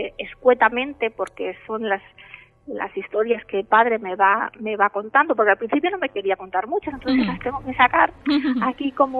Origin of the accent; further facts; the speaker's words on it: Lleida, Catalonia, Spain; Fíjate que yo soy de Lleida.